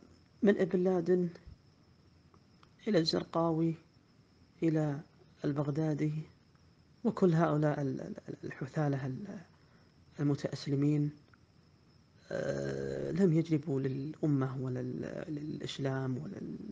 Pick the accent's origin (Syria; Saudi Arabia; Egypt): Saudi Arabia; لا شك أننا كسعوديين وعرب ومسلمين لنا ثقافة قديمة